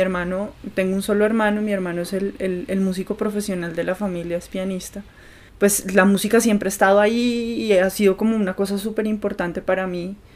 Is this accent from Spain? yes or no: no; Bogotá, Colombia; nací en Bogotá, estudié literatura en la Nacional de Colombia, sede Bogotá, soy cachaca primera generación, que me parece importante decirlo en un país de regiones.